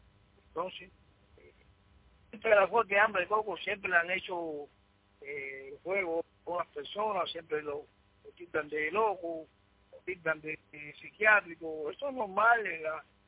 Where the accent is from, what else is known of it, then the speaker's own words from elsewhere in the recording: Cuba; somos cubanos.